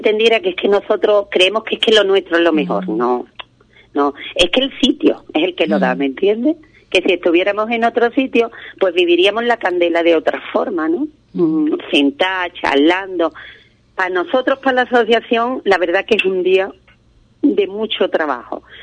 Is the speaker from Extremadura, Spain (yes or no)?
no; Ubrique, Andalusia, Spain; Cuando estoy fuera es como tener a mi pueblo cerca. Una es muy ubriqueñita, más que una patacabra.